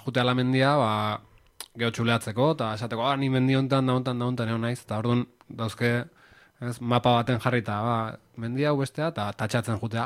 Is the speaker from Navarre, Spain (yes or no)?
no; Urretxu, Basque Country, Spain; also born or lived in Zarautz / Bergara / Donostia; izaneni zarauztarra naiz, izatez, jaiotzez eta sortzez, eta azirean initzan, da, ba, ez da, iba goita bos bat urte arte dola, zarautzen bizitzen itzan, eta gero Urretxozu maratorren itzan bizitzea.